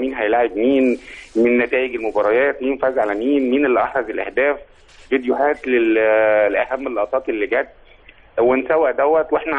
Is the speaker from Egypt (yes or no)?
yes; Egypt; فاحنا كمصريين بنحب بلدنا قررنا نتجمع من كل محافظات مصر ومن كل دول العالم على مواقع التواصل الاجتماعي